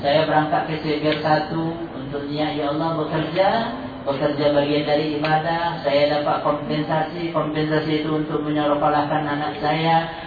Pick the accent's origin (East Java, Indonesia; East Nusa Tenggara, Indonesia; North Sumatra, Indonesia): North Sumatra, Indonesia; Medan; ada cerita ini dari kampung saya, dari Medan